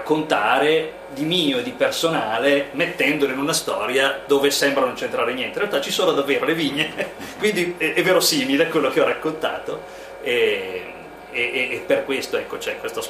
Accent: Piedmont, Italy; io sono piemontese. Io sono nato in collina, ho vissuto in collina

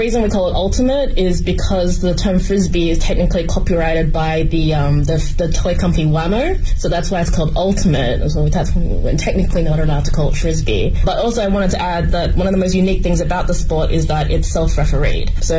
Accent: Australia; now in Beijing, China; I'm from Australia. I've lived all around China, but I've been in Beijing for the past 3-4 years now.

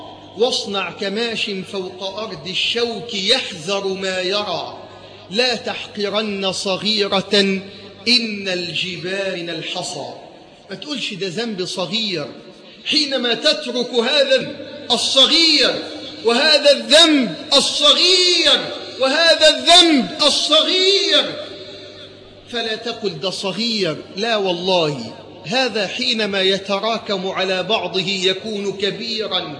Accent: Egypt; اللهم ارزق بلدنا مصر حاكما ربانيا صالحا

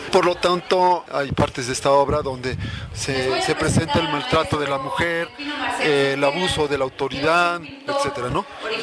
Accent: Cuetzalan, Puebla, Mexico; vengo de Cuetzalan, una comunidad que se llama San Miguel Sinacapan en Cuetzalan.

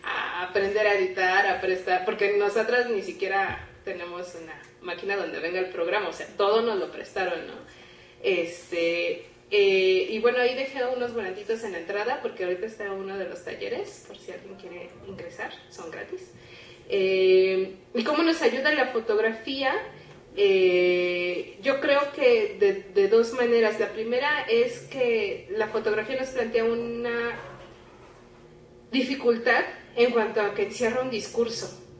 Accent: Mexico; al saber que somos mexicanas, pues hay como un asunto de decir, ah, pues qué bueno que vienen

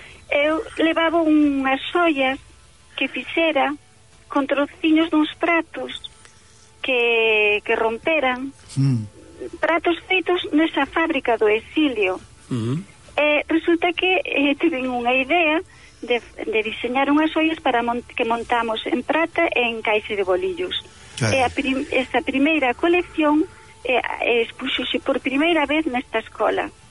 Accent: Galicia, Spain; first language Galician; porque eu penso en galego, sabes, porque a miña lingua materna, eu falo tamén castelán, pero a miña lingua materna é o galego.

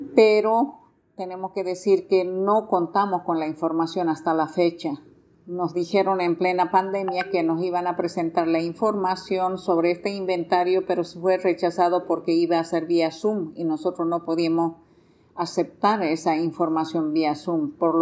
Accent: Bolivia; somos parte nosotros como bolivianos en Riverón porque somos afluentes del Madera

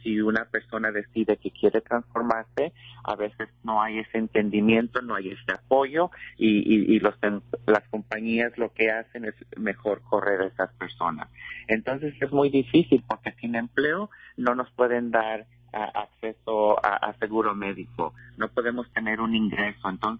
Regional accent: Mexico; moved away; yo he estado involucrada en mi comunidad desde que me vine de México. Hace ya pues más de 15 años, ¿verdad? Cuando vine a este país

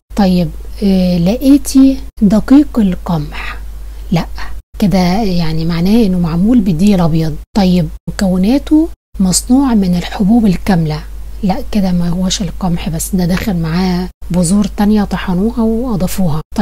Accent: Egypt; يعني احنا مثلا عندنا في مصر النوع اللي الدكتور بيفضله

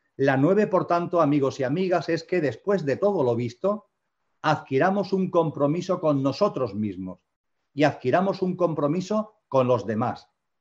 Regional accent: Andalusia, Spain; en Andalucía, donde yo resido, donde yo vivo, donde yo nací y vivo

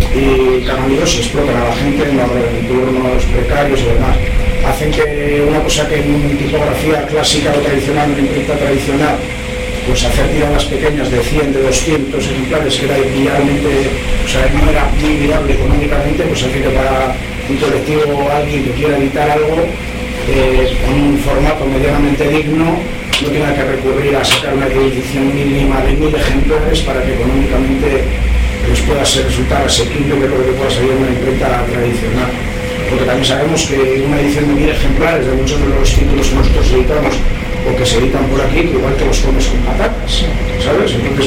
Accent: Vitoria-Gasteiz, Basque Country, Spain; menos que soy de Gasteiz

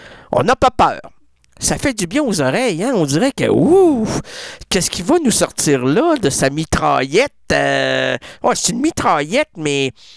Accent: Trois-Pistoles, Quebec, Canada; Moi, je viens de Trois Pistoles.

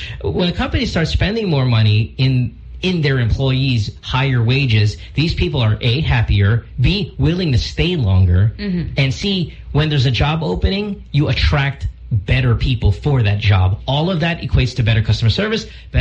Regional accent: Philippines; growing up in the Philippines, I never really cared, like, oh, where am I going to be in 10 years here?

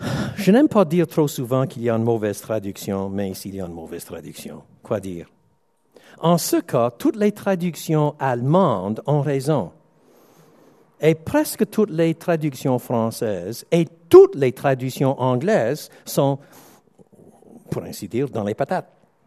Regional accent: Quebec, Canada; Maintenant, je suis Québécois. J'ai un peu les deux.

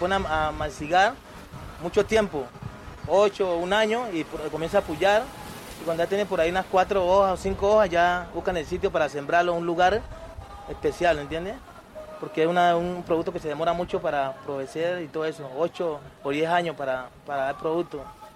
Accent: Bajo Baudó, Chocó, Colombia; born there; moved away as an adult; En el Bajo Audón.

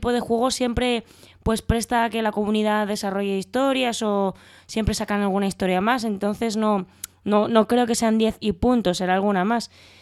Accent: Valencia, Valencian Community, Spain; born there; Amo un Valencia, yo es que nací en Valencia.

